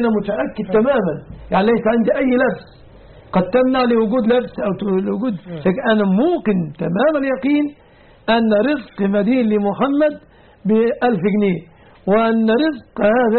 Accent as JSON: {"language": "Arabic", "country": "Egypt", "said": "هذا وأسأل الله أن يحفظ بلادنا مصر"}